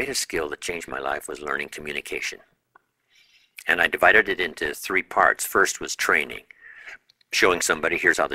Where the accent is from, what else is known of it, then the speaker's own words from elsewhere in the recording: Idaho, United States; I was raised in Southwest Idaho, you know, farm country